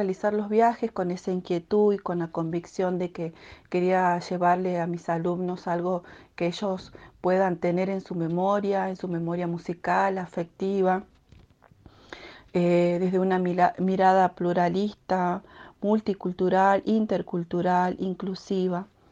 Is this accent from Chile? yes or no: no; Hipólito Yrigoyen, Salta, Argentina; las que escuchaba cuando era niña en Hipólito Yrigoyen, donde crecí.